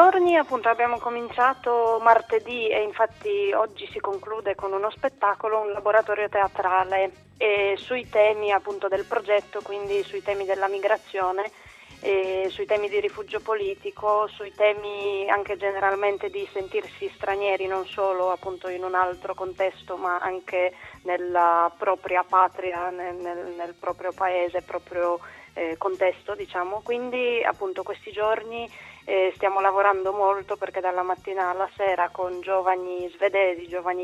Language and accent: Italian; Poland; now in Bologna, Italy; No, io sono polacca, però appunto da un po' di tempo vivo a Bologna